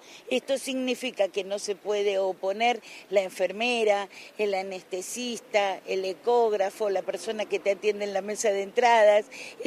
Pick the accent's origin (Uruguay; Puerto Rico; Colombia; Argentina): Argentina; Salta; Bueno, sin duda el NOA y el NEA siempre, yo soy salteña, estamos ahí en la cúspide de las encuestas